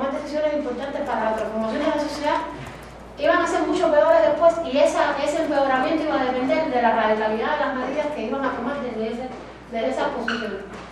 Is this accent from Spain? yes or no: no; Cuba; vengo de Cuba.